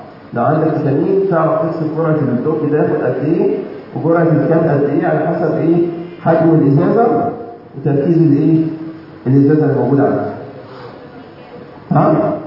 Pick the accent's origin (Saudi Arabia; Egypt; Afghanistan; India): Egypt; اللي موجود عندنا في مصر ده تركيزه 2%